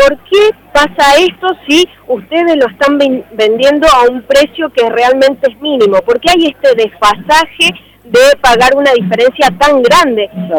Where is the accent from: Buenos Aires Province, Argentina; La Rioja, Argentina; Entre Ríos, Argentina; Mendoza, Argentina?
Mendoza, Argentina; Como ciudadanos mendocinos y mendocinas